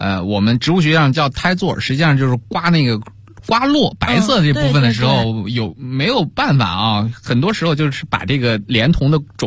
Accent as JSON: {"language": "Chinese", "country": "China", "said": "那我们东方人，特别是我们中国人，对于水果的评价啊，第一要素就是这东西甜不甜啊。"}